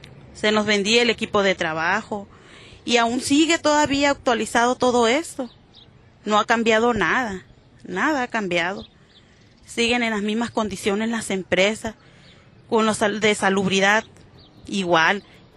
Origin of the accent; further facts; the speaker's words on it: Santa Rosalía, Baja California Sur, Mexico; Soy del municipio de Mulegé, Santa Rosalía, Baja California.